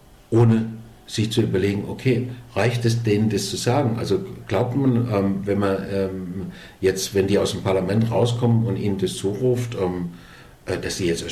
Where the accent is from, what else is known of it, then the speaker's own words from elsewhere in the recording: Germany; Ja, und ich war als Deutscher unglücklicherweise ein bisschen zu früh